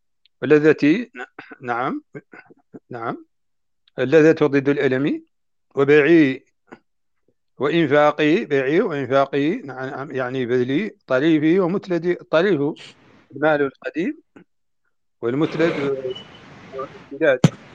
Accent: Mauritania; نحن عندنا في موريتانيا الخيام لا تكون أبدا من الجلود

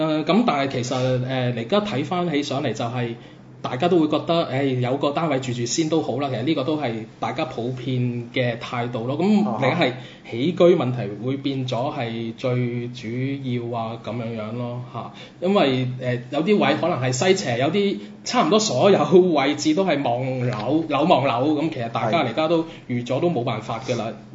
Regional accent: Macau; 咁所以就我咪話作為澳門人好傷心，就係咁解咯。

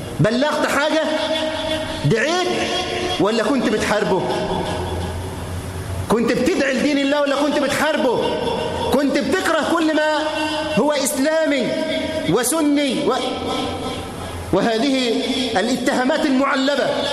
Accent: Egypt; اللهم احفظ بلدنا مصر من كل مكروه وسوء

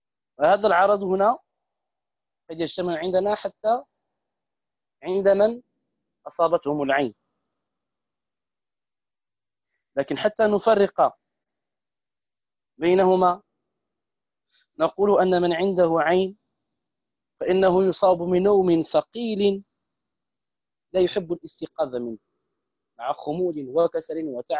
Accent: Morocco; احتفالات هنا عندنا في المغرب

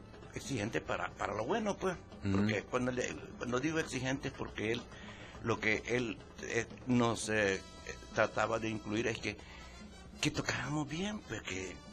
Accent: Jucuapa, Usulután, El Salvador; Me descubrió en Jucuapa, yo soy de Jucuapa.

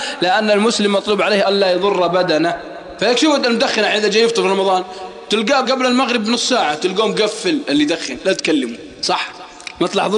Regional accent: Al-Qassim, Saudi Arabia; والله أني أعرف ناس عندنا في القصيم شباب في سن الزهور

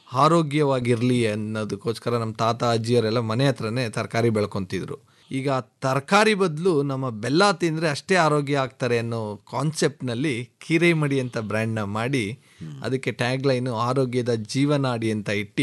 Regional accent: Gudiganahalli, Karnataka, India; Executive MBA ಮಾಡಿದ್ದೀನಿ. So ನಮ್ಮ ಊರು ಬೇಸಿಕಲಿ ಗುಡಿಗೇನಹಳ್ಳಿ ಗ್ರಾಮ. ಸೊ ನಾನು ಇವತ್ತು ಕೂಡ ರೈತ.

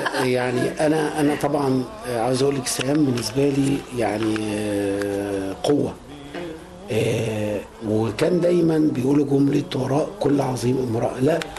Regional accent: Egypt; أغنى واحد وفخور جدا إن أنا أكون مصري وسط هذا الجمهور العظيم

